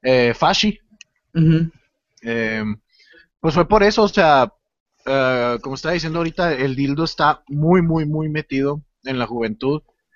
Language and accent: Spanish; Chihuahua, Mexico; De donde soy yo, de Chihuahua